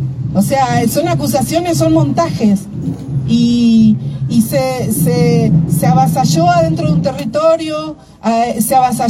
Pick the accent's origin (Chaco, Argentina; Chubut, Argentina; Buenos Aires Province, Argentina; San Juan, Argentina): Chubut, Argentina; Trelew; Mapuche, Tehuel, Cheñen, Treleu, vengo de Treleu